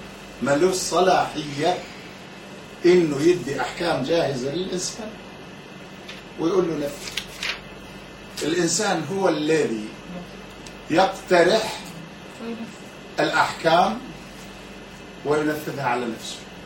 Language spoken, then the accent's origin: Arabic; Egypt; منظورنا كلنا، أنا منظوري أنا أيضا، أنا مصري